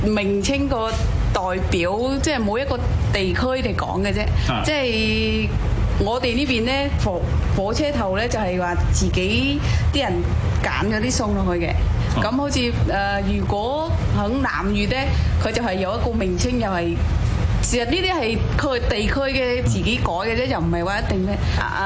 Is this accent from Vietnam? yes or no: yes; Haiphong, Vietnam; now in Hong Kong; 我系河内海防嘅。